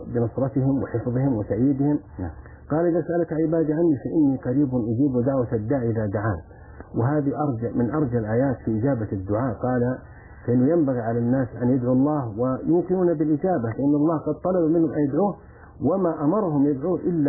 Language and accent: Arabic; Saudi Arabia; في جوازات حصلت مثل عندنا في السعودية